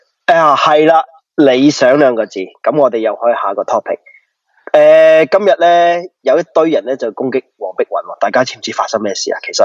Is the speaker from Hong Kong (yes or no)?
no; United Kingdom; 所以其实我自己虽然身为英国人